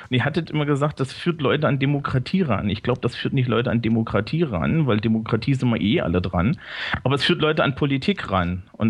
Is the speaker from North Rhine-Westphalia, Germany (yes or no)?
no; Thuringia, Germany; now in Bavaria, Germany; Ja, ich komme eigentlich von der hessischen Grenze.